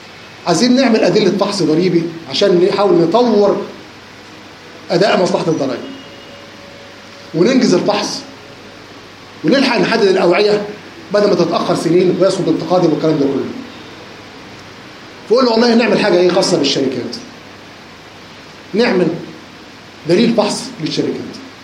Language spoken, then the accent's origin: Arabic; Egypt; ولكن طبعا عشان احنا مصريين وما ينفعش نشتغل لوحدنا